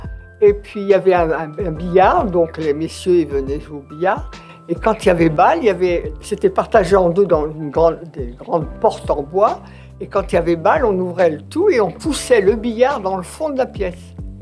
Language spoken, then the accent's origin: French; Beauvais, Hauts-de-France, France; born there; Bah, je suis née à Beauvais. Beauvais, c'est quand même une grande ville.